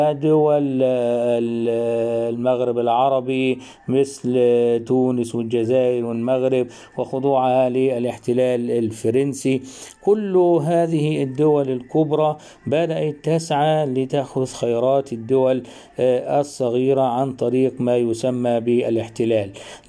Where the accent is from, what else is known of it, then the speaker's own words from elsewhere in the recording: Egypt; ما وجد عندنا في مصر من خضوع مصر للاحتلال البريطاني